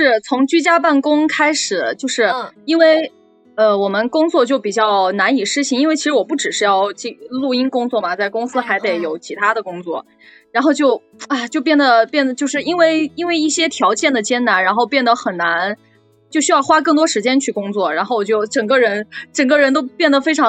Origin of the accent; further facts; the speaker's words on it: Xiantao, Hubei, China; 其实我是湖北人，湖北仙桃人，但是大家可能没有听过，但是就是可能听起来有点像四川那边的，但确实不是四川那边的。